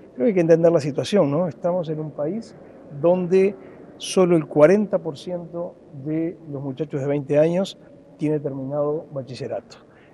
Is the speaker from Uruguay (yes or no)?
yes; Uruguay; somos todos uruguayos, todos queremos lo mejor para la educación de este país